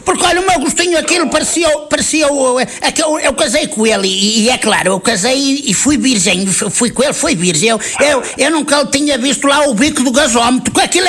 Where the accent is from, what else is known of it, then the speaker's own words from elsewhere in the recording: Porto, Portugal; Eu sou aí de perto de Penafiel.